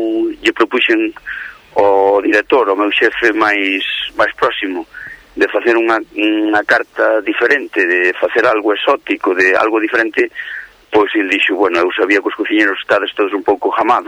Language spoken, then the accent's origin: Galician; Catalonia, Spain; born there; now in Galicia, Spain; aunque nací en Cataluña, sigo sendo galego, non?